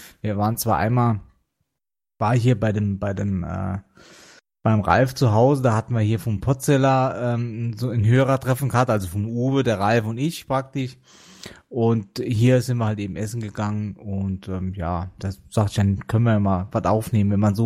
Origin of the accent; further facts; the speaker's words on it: Rhineland-Palatinate, Germany; Und ich bin aus Rheinland-Pfalz.